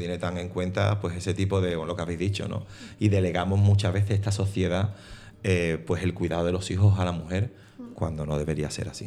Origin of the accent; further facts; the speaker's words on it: Andalusia, Spain; nosotros como andaluces, como andaluzas, hemos vivido eso todavía mucho más fuerte.